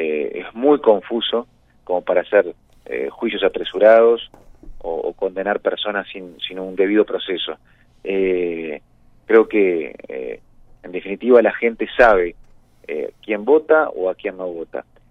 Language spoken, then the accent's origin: Spanish; Maldonado, Uruguay; Nosotros somos de Maldonado, conocemos Maldonado, queremos Maldonado